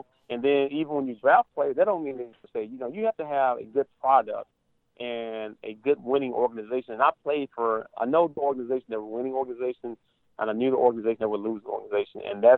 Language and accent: English; Tennessee, United States; and I've kind of picked up my home state team, Tennessee Titans